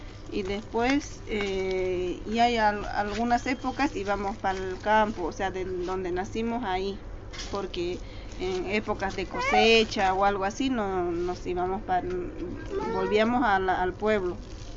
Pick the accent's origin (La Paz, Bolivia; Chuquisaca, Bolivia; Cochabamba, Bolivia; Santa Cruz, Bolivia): Chuquisaca, Bolivia; Quilaquila; born there; el lugar es un pueblito de la ciudad de Sucre, de allá de Bolivia.